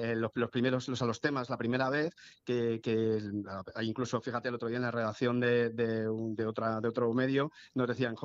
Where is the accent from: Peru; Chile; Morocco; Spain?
Spain; Madrid, Community of Madrid; En ese somos de Hortaleza